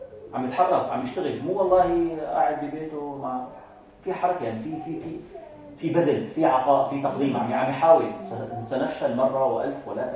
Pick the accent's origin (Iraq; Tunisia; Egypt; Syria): Syria; مثل عندنا في سوريا، المذهب الحنفي هو الحق،